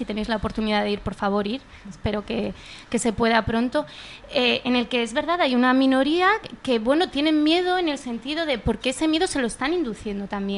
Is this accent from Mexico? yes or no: no; Syria; Todos somos sirios y lo que queremos es un país que nos represente a todos